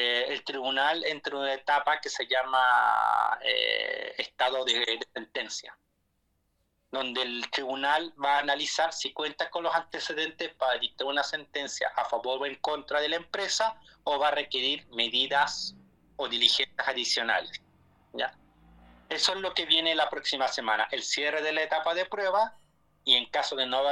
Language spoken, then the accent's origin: Spanish; Arica y Parinacota, Chile; Que nos preocupemos como ariqueños, parinacotenses, como chilenos del país